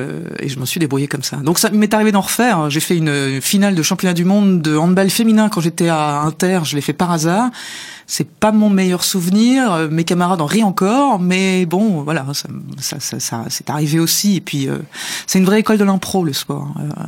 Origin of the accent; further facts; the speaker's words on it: Nancy, Grand Est, France; parce que je venais de Nancy, que je faisais du sport à Nancy